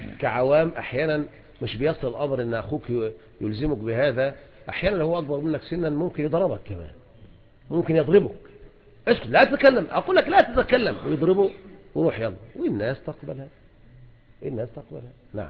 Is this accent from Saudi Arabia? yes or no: no; Egypt; هنا احنا في مصر لا يتعلق شيء اذن بذلك